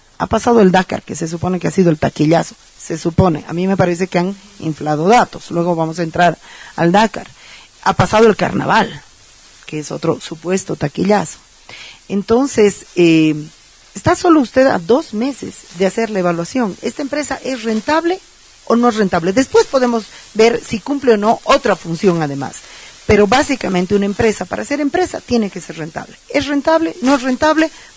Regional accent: Bolivia; porque somos los bolivianos los que la pagamos y las bolivianas las que la pagamos.

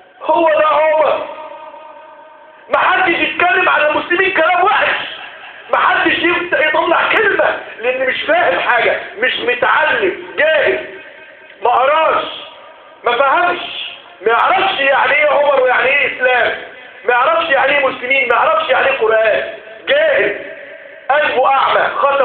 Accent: Egypt; اجعل بلدنا مصر امنا مطمئنا

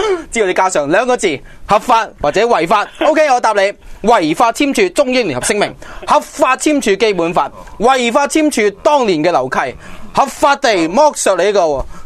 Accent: Hong Kong; 即系我哋香港人啊，成日由我哋提出先嘅

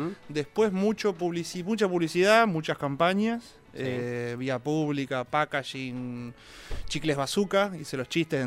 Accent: Rosario, Santa Fe, Argentina; now in Buenos Aires, Argentina; yo soy de Rosario. Y muy pendejo empecé a publicar y a vivir de eso

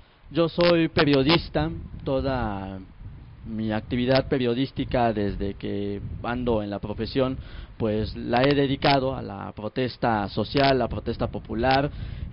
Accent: Mexico; also born or lived in Venezuela; Vengo de la delegación Tláhuac, donde radico actualmente. Soy mexicano, pero parte de mi vida la he radicado en Venezuela.

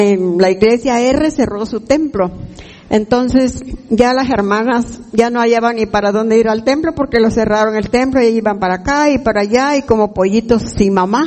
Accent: Chahuite, Oaxaca, Mexico; porque venimos de Chahuite, Oaxaca, por el Istmo.

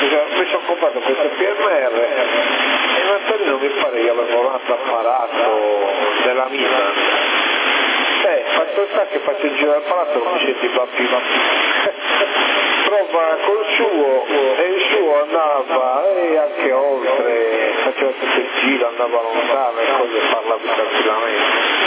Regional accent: Sassari, Sardinia, Italy; No, no, sono di Sassari.

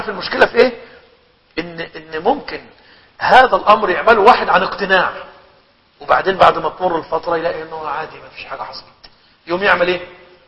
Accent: Egypt; عندنا في مصر لما يقول كلمة كده يقول لك إيه لمؤاخذة

